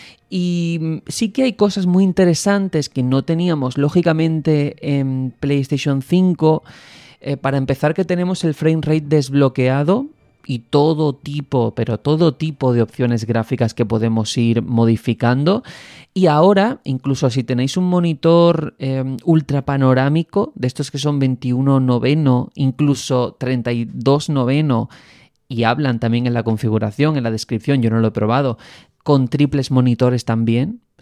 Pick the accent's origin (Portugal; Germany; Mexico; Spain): Spain; Andalusia; cada vez que digo el nombre temo equivocarme porque como andaluz me resulta un poco complicado